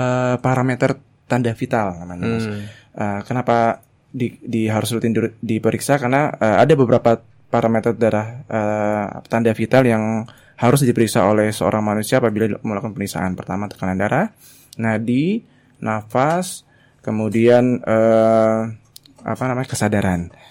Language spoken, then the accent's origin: Indonesian; Mempawah, West Kalimantan, Indonesia; now in Yogyakarta, Indonesia; Kalau saya asli dari Kalbar, Kabupaten Mempawa. Kebetulan di Jogja sedang ada kegiatan di sini, pelatihan selama 6 bulan. Dan sementara ini domisili di daerah Deresan.